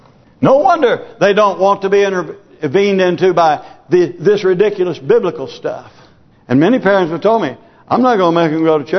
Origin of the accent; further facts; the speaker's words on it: United States; You know, I'm glad that I grew up in America where I saw the fruit of godly living.